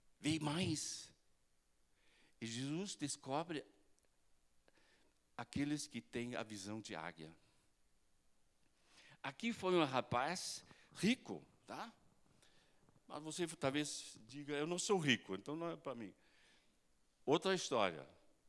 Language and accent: Portuguese; Germany; Portuguese is a second language; moved away; Eu fui criado no campo, na Alemanha, bem no interior, né? A nossa vilarejo tinha 1.600 habitantes.